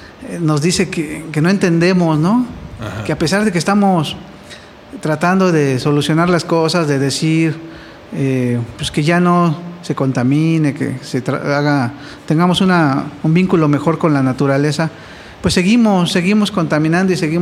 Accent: Los Reyes La Paz, State of Mexico, Mexico; Desde hace 25 estoy ya viviendo aquí. Yo soy originario de Los Reyes, La Paz, Estado de México.

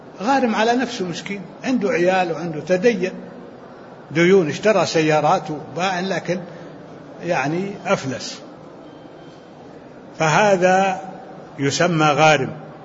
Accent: Libya; أنا من ليبيا.

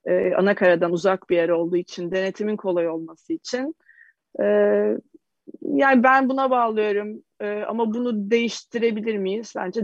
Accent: Adana, Turkey; Ben Adanalıyım. Ömrümün bütün yazları denizde geçti.

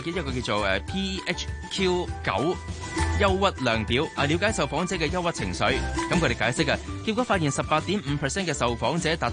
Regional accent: Hong Kong; 所以我哋香港人咧应该要快啲恢复过来

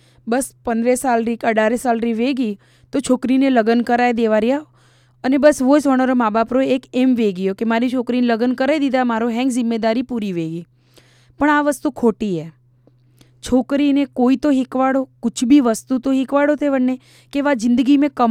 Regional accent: Ahmedabad, Gujarat, India; मैं अहमदाबाद से बिलोंग करती हूँ और मेरा बर्थ जमालपुर चारस्ता म्यूनसिपल्टी कॉरपोरेशन में हुआ था और मैं वहीं की रहने वाली हूँ। मैं वहीं रहती हूँ अहमदाबाद में

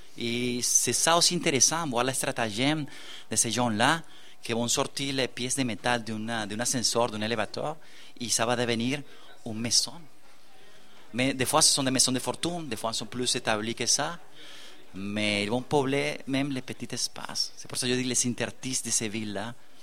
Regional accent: Venezuela; moved away as an adult; now in Montréal, Canada; je suis un latino-américain, je viens du Venezuela, qui habite depuis 18 ans à Montréal, au premier monde, et qui revient là-bas.

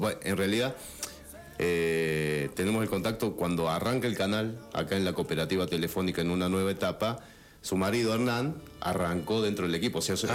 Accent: Merlo, San Luis, Argentina; also born or lived in Mar del Plata; yo nací en Mar del Plata en el 78, el 30 de julio. No por una decisión mía, porque tenía 8 meses. Bueno, mi familia a los 8 meses decidió venirse aquí a la Villa de Merlo. Así que desde esa época... Sí, soy un híbrido muy raro.

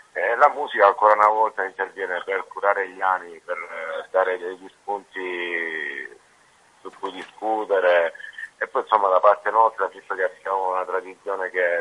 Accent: Apulia, Italy; Sì, chiaramente noi da salentini cantiamo dialetto e scriviamo la nostra cultura, la nostra terra

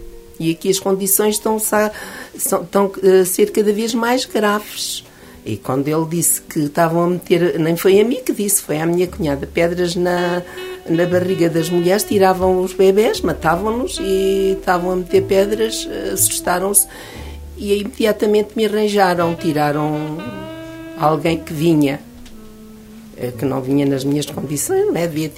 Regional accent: Figueira de Castelo Rodrigo, Guarda, Portugal; also born or lived in Luanda, Angola; Fui para a terra dos meus sogros, porque era uma vila, a vila de Belmonte, e a minha terra era uma aldeia, Figueira de Castel Rodrigo, não uma aldeia de Figueira. E então fiquei lá

